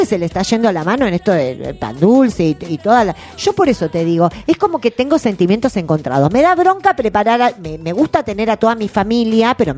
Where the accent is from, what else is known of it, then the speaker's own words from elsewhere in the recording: Argentina; Vos decís, somos argentinos, siempre hacemos lo mismo